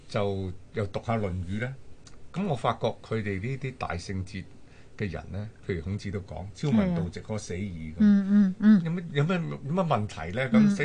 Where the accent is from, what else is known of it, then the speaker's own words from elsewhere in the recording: Guangdong, China; 嗱，好似我哋廣東人啊，咁恭喜發財啊